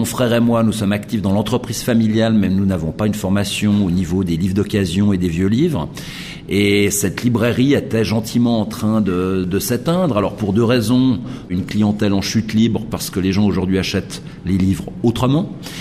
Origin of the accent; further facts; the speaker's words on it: Geneva, Switzerland; Je suis né à Genève, j'ai fait mes études ici